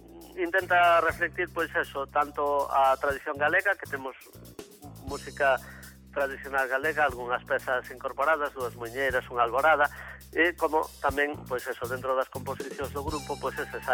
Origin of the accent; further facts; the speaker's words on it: Galicia, Spain; aire galego ten que ser, porque somos galegos nós.